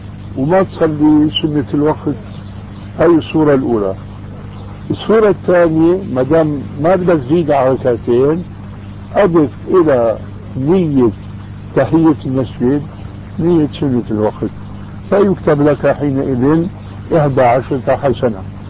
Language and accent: Arabic; Syria; كما يقولوا عندنا في الشام